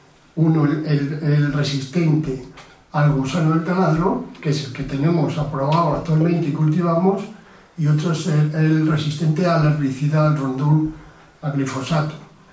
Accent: Tauste, Aragon, Spain; yo soy de Tauste, que es una zona que ha habido miles de hectáreas de maíz

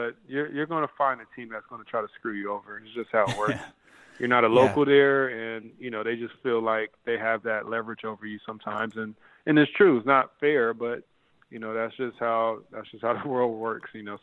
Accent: Compton, California, United States; moved away; Like I said, I've traveled all my life. I came from Compton.

